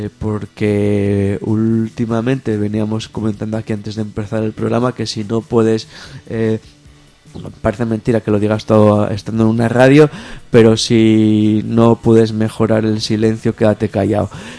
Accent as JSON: {"language": "Spanish", "region": "Asturias", "country": "Spain", "tie": "born or raised there", "lives_now": "São Paulo, Brazil", "said": "en mi pueblo también se dice en Asturias"}